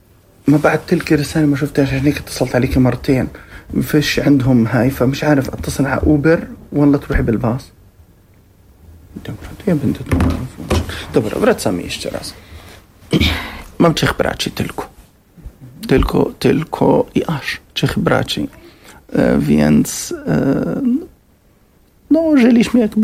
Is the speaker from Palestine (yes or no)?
yes; Gaza Strip, Palestine; now in Poland; Ja pochodzę z Strefy Gazy. Cała moja rodzina w Strefie Gazy.